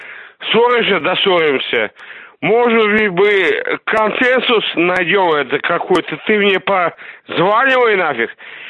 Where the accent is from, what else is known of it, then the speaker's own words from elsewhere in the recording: Russia; Ну, я-то не из Украины, я из России.